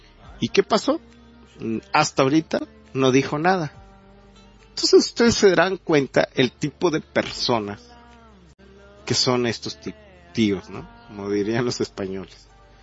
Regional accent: Mexico; muchos de nosotros como mexicanos somos espiados

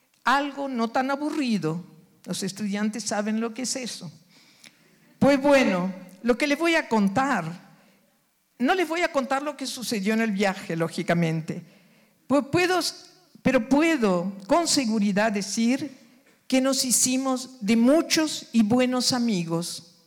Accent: Uruguay; Llegaba a Montevideo, capital del Uruguay, país donde nací, para iniciar mis estudios de medicina, luego de 36 horas de viaje desde mi ciudad natal hasta Montevideo

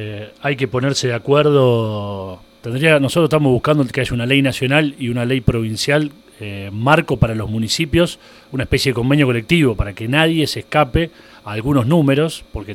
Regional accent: Rosario, Santa Fe, Argentina; porque vengo de Rosario, he vivido allá y ahora vivo por estos pagos.

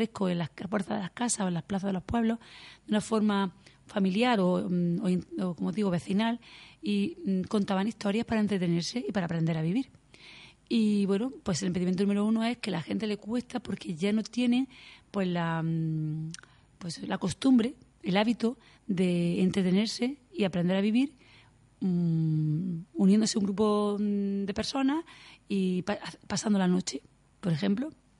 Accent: Roquetas de Mar, Andalusia, Spain; Y como soy del Poniente, soy de Roquetas, pues me dediqué al Poniente.

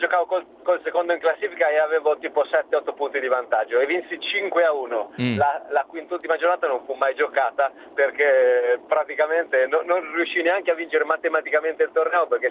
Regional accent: Perugia, Umbria, Italy; born there; perché io sono nato a Perugia

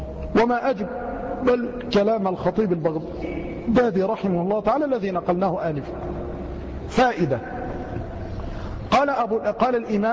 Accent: Egypt; مع أن الجزر والسماك عندنا في مصر يعني من نيرات

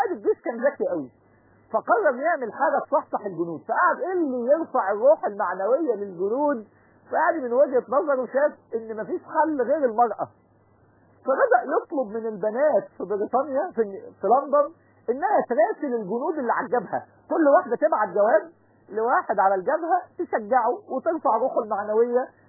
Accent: Egypt; عندنا في مصر الكلمه دي مشهوره

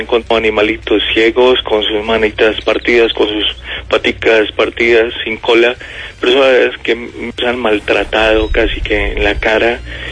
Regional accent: Huila, Colombia; el ahogado huilense, yo soy huilense.

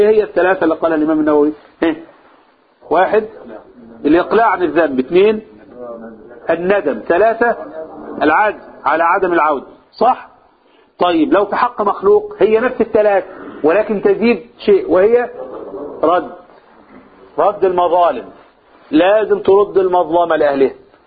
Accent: Egypt; في عرفنا كمصريين ايه الطريقة الحسنة اللي نقابل بها الناس

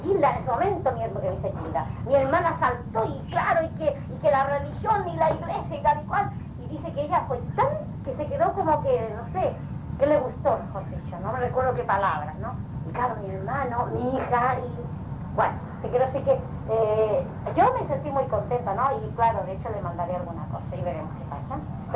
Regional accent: Balearic Islands, Spain; yo vengo de Mallorca, de una isla, de España, y ya me voy en 2 días más

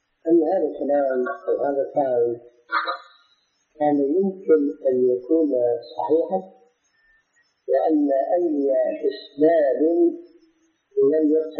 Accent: Syria; لكن مثل العام عندنا في سوريا هذا الميت لا يستحق هذا العام.

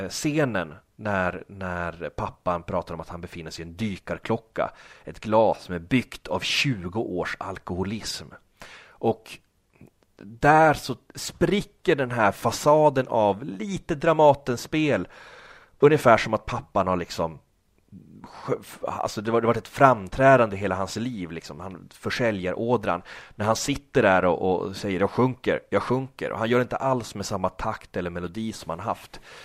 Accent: Norrland, Sweden; Jag växte upp i Norrland liksom, utan coola filmkompisar

